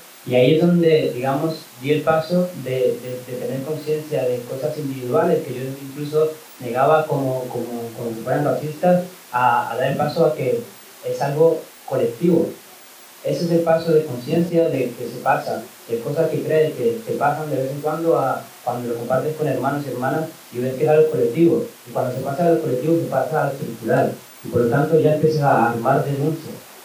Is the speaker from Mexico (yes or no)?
no; Colombia; born there; Yo nací en Colombia y tengo muchos hermanos